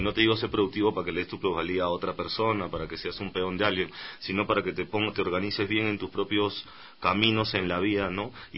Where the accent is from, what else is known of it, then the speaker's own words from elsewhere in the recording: Peru; Por ejemplo, en mi país tenemos 17 tratados de libre comercio, entonces para una es más fácil que venga un chino, que venga un suizo y que venga un americano a poner industria